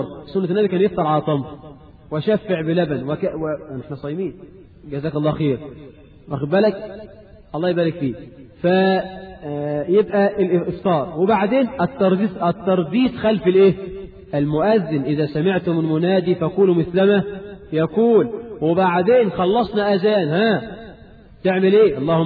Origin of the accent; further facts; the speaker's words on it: Egypt; وعندنا في مصر حاجات غريبة يا أخي